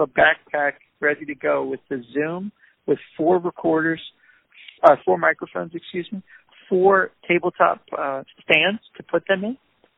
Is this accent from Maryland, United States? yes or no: no; New Orleans, Louisiana, United States; And I am such a lover of my hometown. And most people in New Orleans have a Word document or an Excel spreadsheet